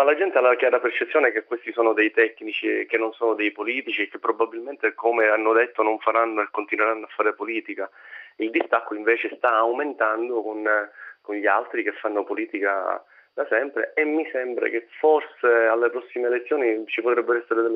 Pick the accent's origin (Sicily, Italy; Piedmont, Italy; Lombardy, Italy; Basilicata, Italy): Sicily, Italy; noi stessi in quanto siciliani